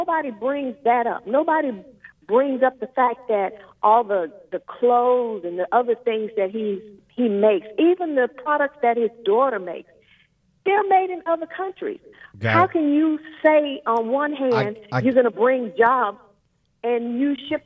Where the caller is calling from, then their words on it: Houston, Texas, United States; Yes, I am calling from Texas